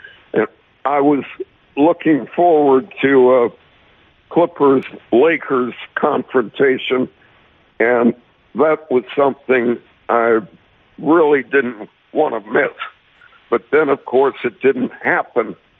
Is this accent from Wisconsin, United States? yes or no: yes; Milwaukee, Wisconsin, United States; I grew up in Milwaukee and started going to the games in the 50s.